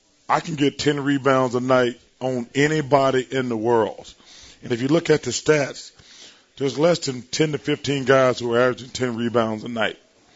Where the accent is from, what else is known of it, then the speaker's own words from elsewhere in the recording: Alabama, United States; You know, it's hard to imagine, you know, growing up in Alabama. And now I look at my life 49 years later.